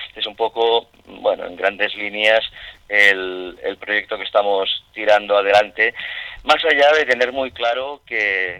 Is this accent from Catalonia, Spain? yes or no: yes; Barcelona, Catalonia, Spain; now in Gijón, Spain; Yo he desarrollado toda mi vida profesional en Barcelona, como dices tú muy bien, porque me conoces perfectamente. Soy más barcelonés que las Ramblas, pero es verdad que hace 4 meses he iniciado pues una nueva aventura profesional y personal también, yéndome a vivir a Gijón